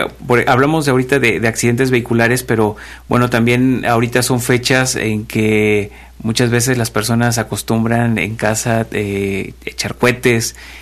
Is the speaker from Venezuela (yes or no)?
no; Mexico; Es un día donde festejamos como mexicanos el grito de independencia. Y al ser mexicanos sabemos que nos gusta la fiesta